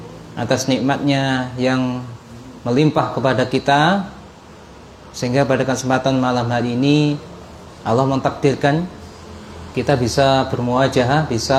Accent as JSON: {"language": "Indonesian", "town": "Kediri", "region": "East Java", "country": "Indonesia", "tie": "born or raised there", "said": "asli dari Kediri, kota tahu ya."}